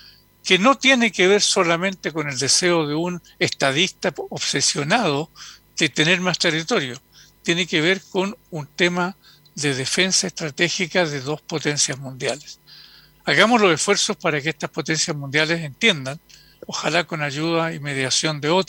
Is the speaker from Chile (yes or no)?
yes; Chile; nosotros como chilenos nos tocó de alguna manera vivirlo en pequeña escala cuando se produjo el golpe de Estado en Chile